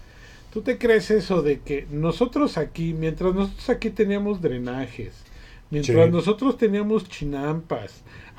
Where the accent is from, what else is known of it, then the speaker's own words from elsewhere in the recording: Mexico; a lo mejor para que nos arda como mexicanos el no conocer a veces.